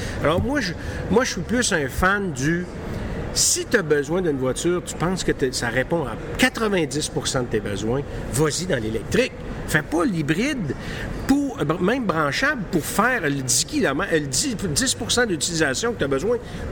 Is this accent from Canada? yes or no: yes; Quebec City, Quebec, Canada; je retourne dans mon patelin à Québec, ma merveilleuse ville